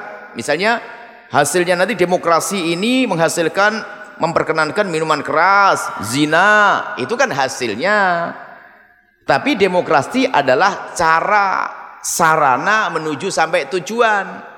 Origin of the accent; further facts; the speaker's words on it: Indonesia; saya sebagai rakyat Indonesia, KTP saya asli Indonesia